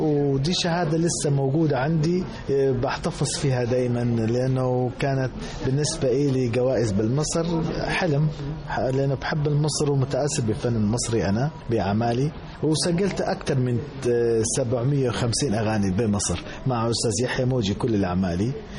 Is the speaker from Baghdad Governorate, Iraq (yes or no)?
no; Sulaymaniyah, Kurdistan Region, Iraq; born there; moved away as an adult; also born or lived in Germany; تولدت بمدينة سليمانية بكردستان العراق، خريج معهد فنون جميلة قسم الموسيقى، بعدها راحت على ألمانيا، بعدها راحت على ألمانيا درست الماجستير في موسيقى بألمانيا موسيقى جرافيك